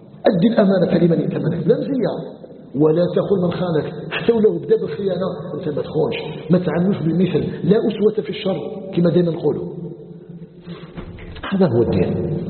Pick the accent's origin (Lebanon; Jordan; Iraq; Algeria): Algeria